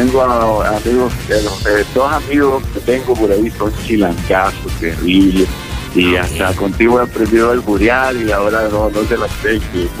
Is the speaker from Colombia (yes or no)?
no; Nicaragua; now in United States; Yo soy nicaragüense, de Pino Ledo, de corazón.